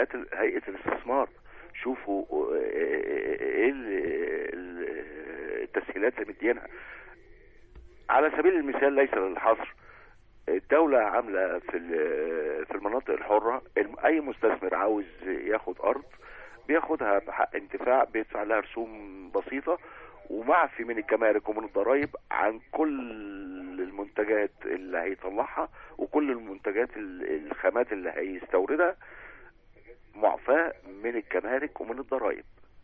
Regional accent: Upper Egypt, Egypt; أنا راجل صعيدي من أصل مهاجر من السويس، يعني حتى النخاع بحب تراب بلدي.

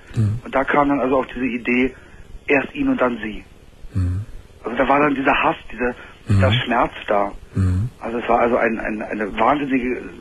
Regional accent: Berlin, Germany; ich bin in Berlin auf der Straße aufgewachsen.

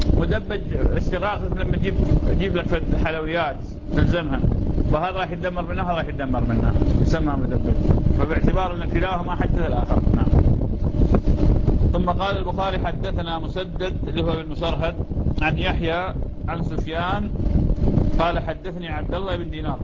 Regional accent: Iraq; هاي نوع من أنواع الحمضيات ما موجودة عندنا في العراق

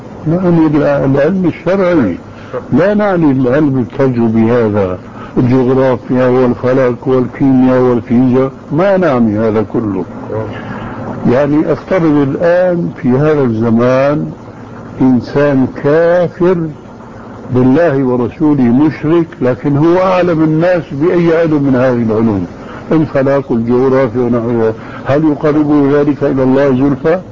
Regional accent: Syria; اسمح لي نص الكلام يقولون عندنا في الشام معنى جواب.

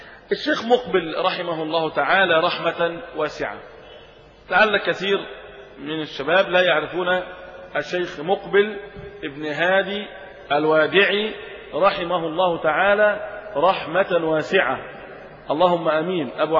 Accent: Egypt; يكفي أخرج لنا في بلدنا مصر من العلماء

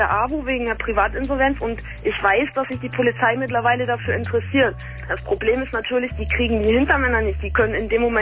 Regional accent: Germany; ich meine, wir sind Deutsche, wir wohnen in Deutschland

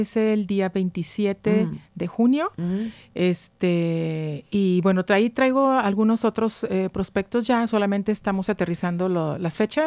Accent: Guadalajara, Jalisco, Mexico; now in Monterrey, Mexico; uh-huh. nacida en Guadalajara, Jalisco, ya casi 30 años aquí en Monterrey.

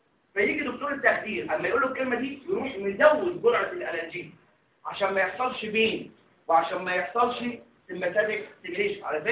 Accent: Egypt; تعالوا عندنا في مصر احنا مش بنعمل تراكشن على الكاستر

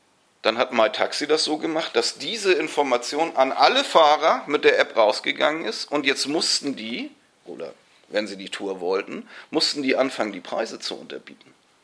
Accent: Munich, Bavaria, Germany; Ich komme aus München. Und da habe ich schon die Taxirufnummern nicht im Kopf.

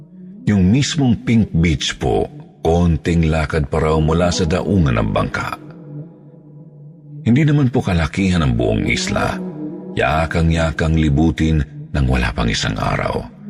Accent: Cebu, Central Visayas, Philippines; Mula sa amin sa Cebu, bumiyahe po silang anim noong ikatlo ng Enero

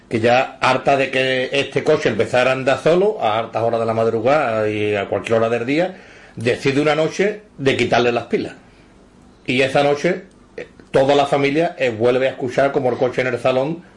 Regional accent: Seville, Andalusia, Spain; nosotros somos de la barriada, somos del Cerro del Águila

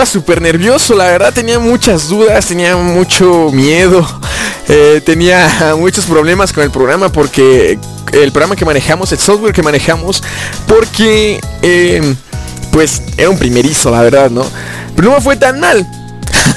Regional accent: Pachuca, Hidalgo, Mexico; Soy de Pachuca, Hidalgo, de aquí del bello país de México.

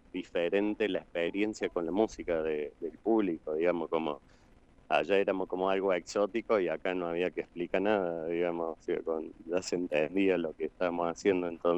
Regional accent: Córdoba, Argentina; Está muy cordobés la cosa.

